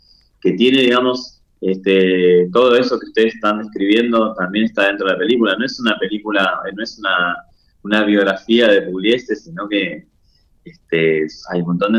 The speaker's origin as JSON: {"language": "Spanish", "region": "Buenos Aires", "country": "Argentina", "lives_now": "Entre Ríos, Argentina", "said": "Mi tonada acá en Entre Ríos, todavía camino y soy porteño, o sea, totalmente, así que la llevo mi tonada a todos lados."}